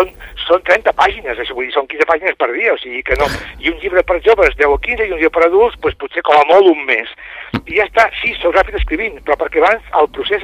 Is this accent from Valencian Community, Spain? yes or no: no; Catalonia, Spain; Però soc català i, bueno, faig novel·les.